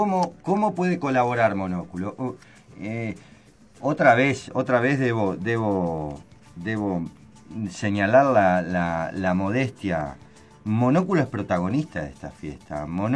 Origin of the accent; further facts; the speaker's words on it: Uruguay; Como todo uruguayo.